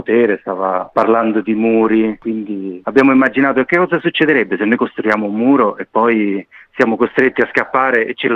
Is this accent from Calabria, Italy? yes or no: no; Lazio, Italy; Siamo tutti di un gruppo, diciamo, formato intorno ai castelli romani, ma eravamo tutti, come si dice qui, dei burini. Siamo cresciuti fuori Roma